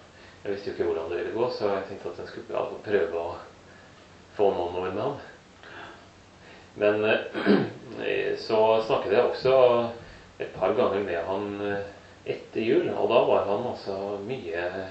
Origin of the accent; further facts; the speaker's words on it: Framnes, Vestfold, Norway; Jeg har vokst opp på Framnes.